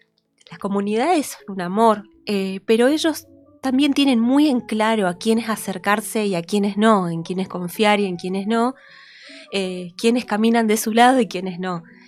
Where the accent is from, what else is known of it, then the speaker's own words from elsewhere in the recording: Posadas, Misiones, Argentina; born there; En Posadas.